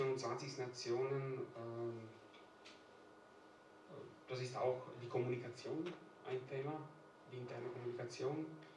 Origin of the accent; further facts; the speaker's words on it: Italy; German is a second language; now in Germany; dass ich bin eigentlich auf dem Land aufgewachsen in Italien. Meine Großeltern waren beide Bauern.